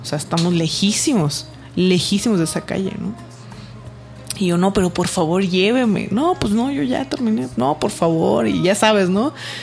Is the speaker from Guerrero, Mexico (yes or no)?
no; Zacatecas, Mexico; moved away as an adult; now in Mexico City, Mexico; Recién llegada a la Ciudad de México, porque yo no soy del distrito, yo soy de Zacatecas.